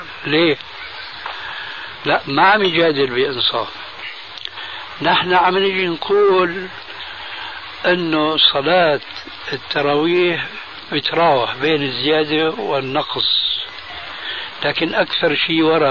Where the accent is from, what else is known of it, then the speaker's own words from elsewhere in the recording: Syria; كما يقولون عندنا في الشام ست نفوس.